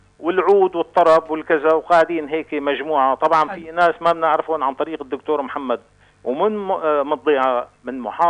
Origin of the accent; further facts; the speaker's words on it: Latakia, Latakia Governorate, Syria; من اللاذقية،